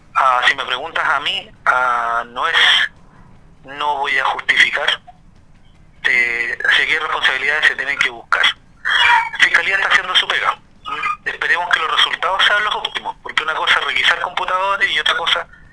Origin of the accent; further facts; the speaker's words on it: Chile; los problemas que tenemos como chilenos